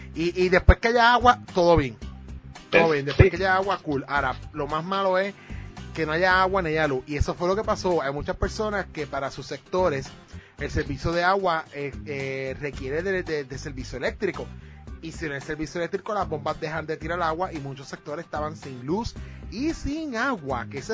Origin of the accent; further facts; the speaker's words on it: Ponce, Puerto Rico; porque por lo menos para mi pueblo yo no tuve luz, no había luz en Ponce